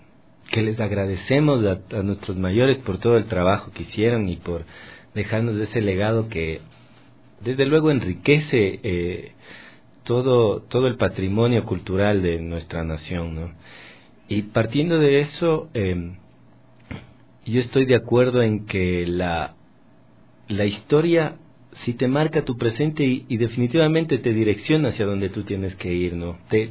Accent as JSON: {"language": "Spanish", "country": "Ecuador", "said": "todo ese recoger musical que nosotros tenemos como ecuatorianos es tan rico"}